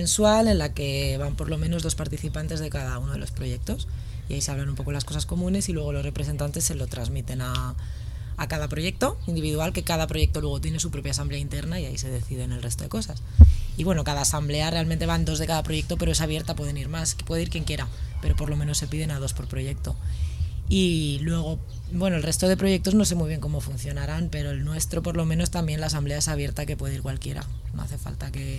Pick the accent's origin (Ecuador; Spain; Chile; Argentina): Spain; Madrid, Community of Madrid; also born or lived in Granada; yo vivía, antes de llegar a Vallecas, vivía en Granada, vivía en Andalucía. Entonces, aunque soy de Madrid, no soy del barrio, no soy de Vallecas. Y cuando llegué de Granada, me asenté en el barrio